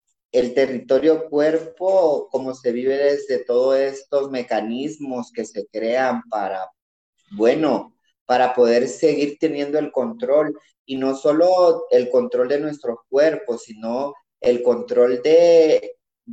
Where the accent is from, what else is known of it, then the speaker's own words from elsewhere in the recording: El Salvador; now in Guatemala; soy una mujer migrada, tengo 16 años de vivir en Guatemala, pero soy salvadoreña.